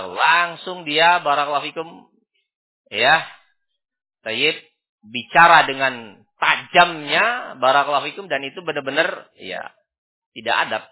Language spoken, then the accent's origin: Indonesian; Sidayu, East Java, Indonesia; Sidayu ini kota barakallahu fikum ya. Nah, jangan antum anggap pelosok ini. Gak terima saya. Nah, saya ini orang Sidayu